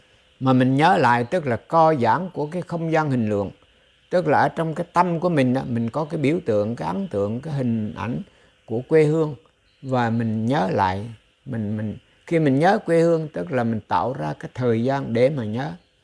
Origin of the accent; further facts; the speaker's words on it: Central Vietnam, Vietnam; ví dụ như tôi nhớ quê hương của tôi. Tôi nhớ về những cái tình, cái tỉnh miền Trung, gọi là về miền Trung, bóng dừa ngàn thôn, thuyền ngược xuôi suốt một dòng sông.